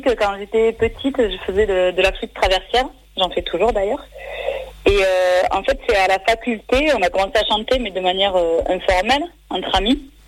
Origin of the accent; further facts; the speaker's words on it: Montpellier, Occitanie, France; Je viens de Montpellier, et c'est là qu'on a créé le groupe aussi.